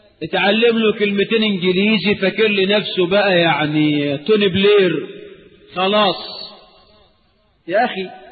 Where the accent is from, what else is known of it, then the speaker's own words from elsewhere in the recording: Egypt; يبقى يتتجلى عقيدة الولاء والبراء لنا كمصريين في صوم يوم عاشوراء